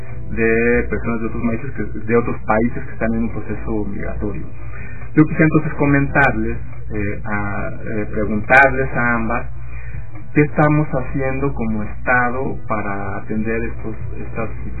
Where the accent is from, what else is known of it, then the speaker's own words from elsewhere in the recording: Mexico; pero también como como mexicanos tenemos políticas públicas para garantizar los derechos de estos niños y niñas